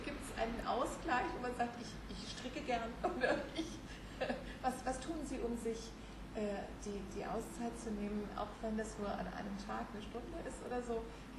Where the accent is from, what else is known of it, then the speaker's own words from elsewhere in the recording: Germany; now in United States; was ich als Deutsche in Amerika dann an deutschen Sendungen hören soll